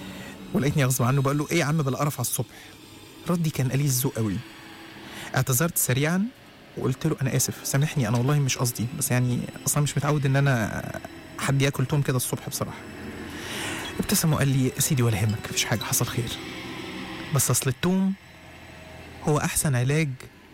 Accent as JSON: {"language": "Arabic", "country": "Egypt", "said": "أصل القطارات عندنا في مصر عاملة زي سكة الموت رايح جاي كده"}